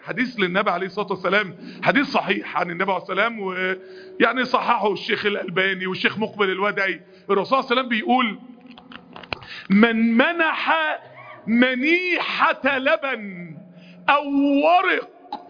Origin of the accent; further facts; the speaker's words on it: Egypt; انا جاي من مصر ازور مسجد النبي.